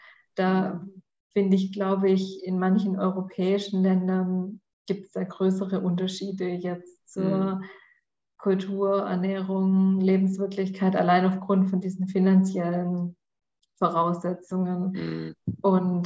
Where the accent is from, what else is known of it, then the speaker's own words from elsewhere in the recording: Swabia, Germany; jetzt hier irgendwie bei mir als Schwabe